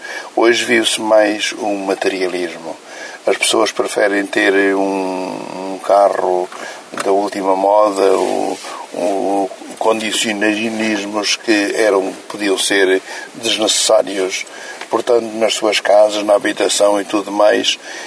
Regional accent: Aveiro, Portugal; E procurou-se que fosse admitido em Aveiro, de onde eu sou natural.

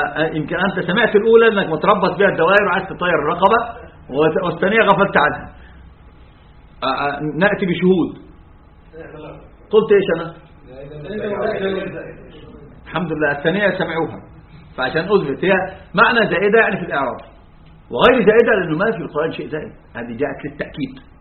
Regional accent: Egypt; أما المماثلة الجميع عندنا في مصر،

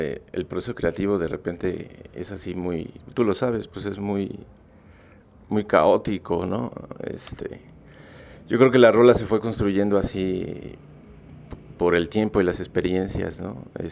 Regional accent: Mexico City, Mexico; moved away; Vengo de la Ciudad de México, ¿no? Pero me vine hace 15 años, ¿no?

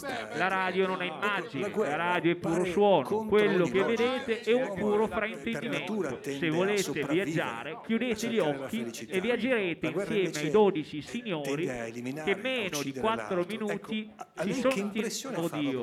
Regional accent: Milan, Lombardy, Italy; No, io sono milanese

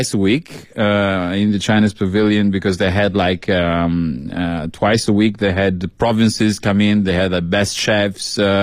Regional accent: Albania; Albania. Well, your people.

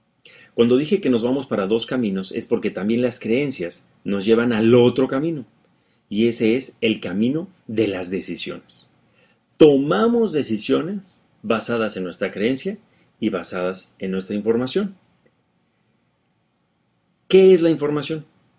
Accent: Mexico; En nuestra cultura, al menos en México, en mi país, hay un dicho popular

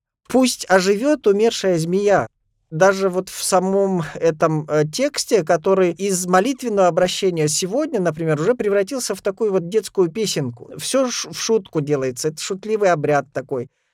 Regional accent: Russia; И я рос в Ногайской степи, хоть это были какие-то советские атеистические времена

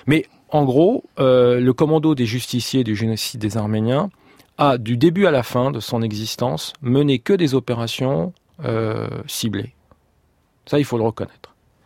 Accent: France; moi, je suis né en 66, je suis français, mes parents sont français.

